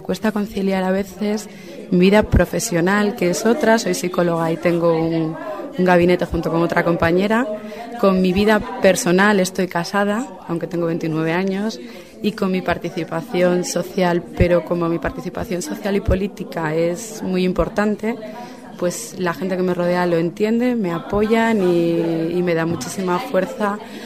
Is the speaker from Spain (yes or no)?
yes; Arriondas, Asturias, Spain; Soy de un pueblo de 3.000 habitantes, pues para Arriondas.